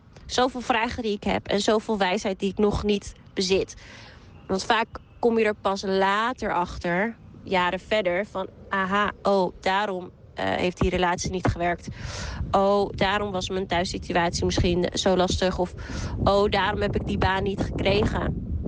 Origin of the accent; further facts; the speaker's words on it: Amsterdam, North Holland, Netherlands; Ik ben 25 jaar en ik kom uit Amsterdam.